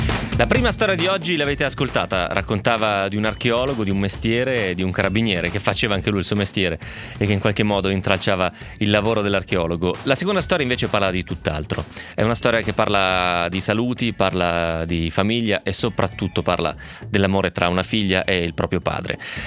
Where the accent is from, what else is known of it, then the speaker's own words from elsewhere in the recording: Romentino, Piedmont, Italy; a Romentino di fianco a casa mia, immagino che si trovi una roba, perché era tipo un insediamento gallico, che io sappia, al mio paese.